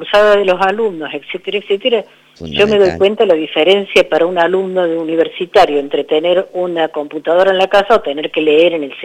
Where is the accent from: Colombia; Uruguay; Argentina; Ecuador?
Argentina; Córdoba; bueno, ustedes, yo soy de Córdoba, pero las sierras, viene una creciente y se lleva un montón de cosas